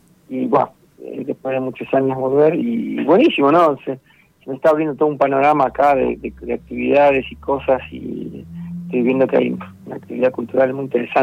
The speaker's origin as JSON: {"language": "Spanish", "town": "Mar del Plata", "region": "Buenos Aires Province", "country": "Argentina", "also_born_or_lived": "Frankfurt", "moved": "yes", "said": "Yo soy acá de Mar del, pero me fui mucho tiempo afuera. Estuve trabajando en un ensamble de música contemporánea que está basado en Frankfurt, en Alemania, llamado el Ensamble Modern, muy buen grupo. Y estuve 15 años"}